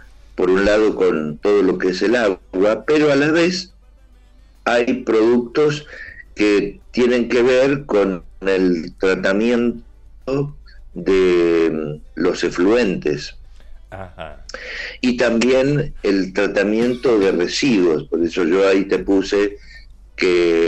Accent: Córdoba, Argentina; now in Berazategui, Argentina; De hecho, cuando vinimos de Córdoba, primeramente vine con ella solamente. Y aquí estuvimos, aquí en Berazategui, donde sigo viviendo.

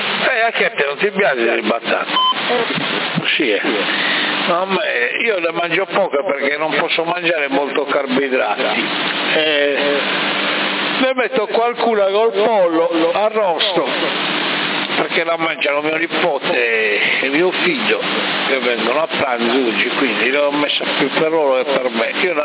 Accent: Sassari, Sardinia, Italy; sempre vissuto a Sassari, sono nato a Sassari, però mio padre era di Milano. E hai sentito l'accento?

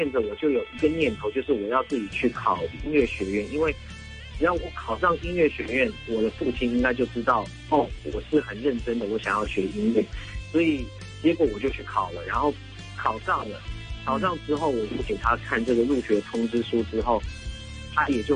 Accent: Sydney, New South Wales, Australia; now in Taipei, Taiwan; 因为我是从澳洲雪梨长大的嘛

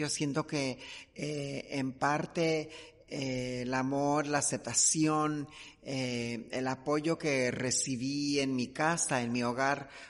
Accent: Mexico; seguimos siendo asesinadas en mi país, en México.

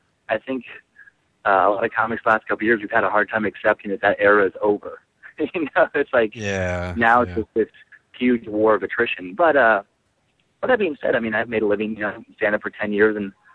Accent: Idaho, United States; now in California, United States; I'm from Idaho, actually. I'm a Northwest guy, and I started doing comedy in Washington State. And, so I'm a Northwest transplant to California.

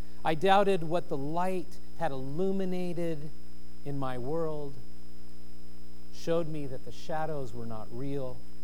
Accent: California, United States; Now, we grew up in Southern California, and so we had street lights, and so shadows cast in the room.

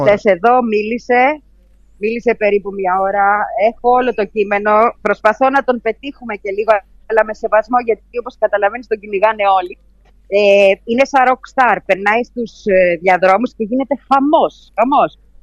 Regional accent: Greece; του λέω είμαι από την Ελλάδα

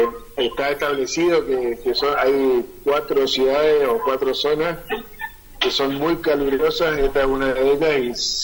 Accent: Argentina; No sé si es porque somos argentinos o lo hacemos todo

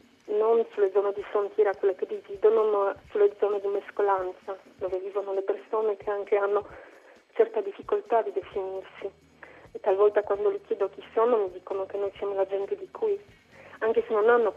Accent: Poland; ho cominciato a camminare sul confine del mio paese, la Polonia, dal sud al nord

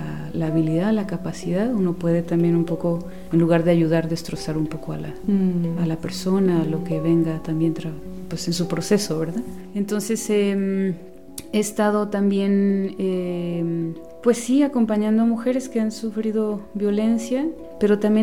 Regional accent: Guatemala; now in San Cristóbal de las Casas, Mexico; bueno, soy originaria de Guatemala y bueno, ahora estoy aquí en San Cristóbal de las Casas, ya desde hace algunos años, pues viviendo

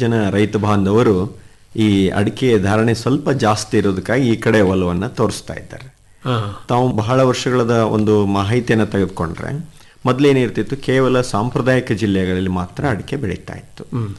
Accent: Karnataka, India; ಜಗತ್ತಿನಲ್ಲಿ ನಾವು ಭಾರತೀಯರು ಮುಂಚೂಣಿಯಲ್ಲಿದ್ದೀವಿ, ಭಾರತದಲ್ಲಿ ಕರ್ನಾಟಕದವರು ಇನ್ನೂ ಮುಂಚೂಣಿಯಲ್ಲಿದ್ದೀವಿ.

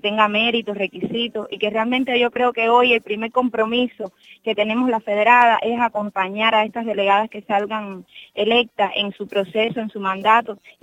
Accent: Cuba; como mujeres, como federadas, como cubanos

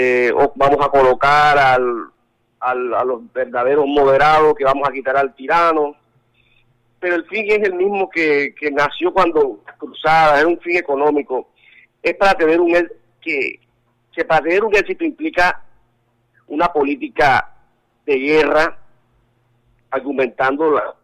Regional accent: Colombia; puedo decir que soy un colombo árabe, no puedo decir que soy solamente un colombiano, soy colombo árabe

